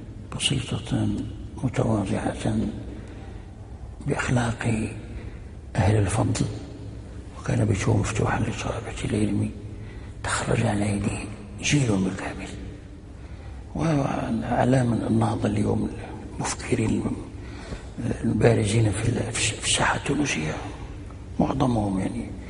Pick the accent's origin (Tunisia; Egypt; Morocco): Morocco; فنزل ونزل في مدينة سلا عندنا في المغرب الأقصى